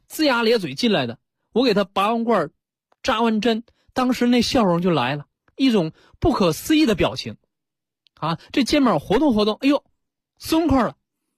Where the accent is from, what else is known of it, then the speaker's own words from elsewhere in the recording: China; 其实我们中国人对拔罐简直太熟悉了，我们中国人有把拔罐当成多大的事吗？没有，这是我们古老的一种这种医术